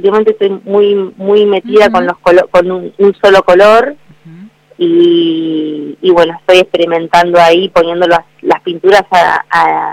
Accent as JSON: {"language": "Spanish", "town": "Bahía Blanca", "region": "Buenos Aires Province", "country": "Argentina", "tie": "born or raised there", "said": "Mirá que yo soy de la zona, soy de la zona. me crié y me formé en Bahía Blanca."}